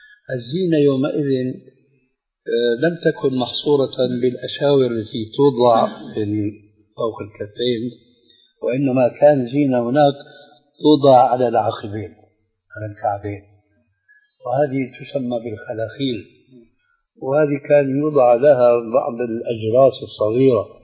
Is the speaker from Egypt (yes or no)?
no; Albania; Arabic is a second language; ويجب علينا نحن العاجل الألبان والأمريكان أن نتعلم اللغة العربية من كتاب الله ومن حديث رسول الله صلى الله عليه وسلم.